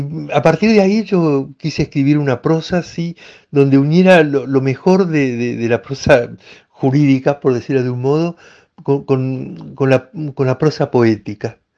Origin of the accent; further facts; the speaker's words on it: Córdoba, Argentina; Soy de Argentina, nací en la ciudad de Córdoba, la segunda del país en habitantes, una ciudad de cierta tradición colonial, colonial española, un poco diferente a lo que es Buenos Aires